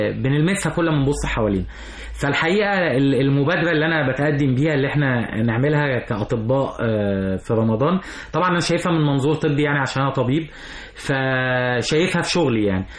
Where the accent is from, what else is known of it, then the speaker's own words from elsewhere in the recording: Egypt; احنا كمصريين